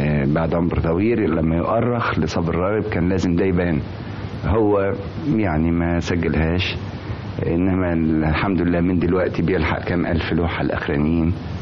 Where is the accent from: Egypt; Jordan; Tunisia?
Egypt; احنا عندنا في مصر فنان اسمه صبري راغب.